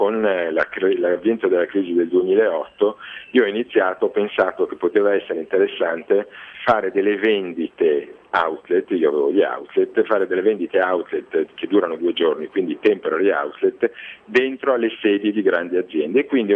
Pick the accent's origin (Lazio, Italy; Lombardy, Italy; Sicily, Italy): Lombardy, Italy; Milan; Io sono un milanese che a 23 anni ha iniziato a fare l'imprenditore